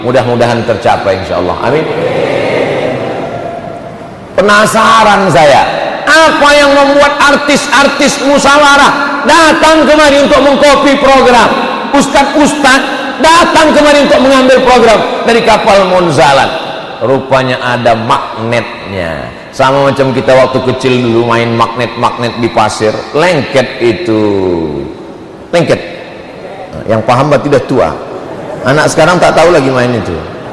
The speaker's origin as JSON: {"language": "Indonesian", "town": "Pontianak", "region": "West Kalimantan", "country": "Indonesia", "said": "Saya dari Pontianak."}